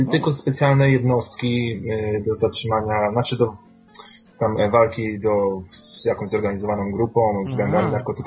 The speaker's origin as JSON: {"language": "Polish", "town": "Łódź", "region": "Łódź Voivodeship", "country": "Poland", "said": "ja jestem łodzianinem i po prostu jestem z dzielnicy takiej, gdzie miałem styczność z policją"}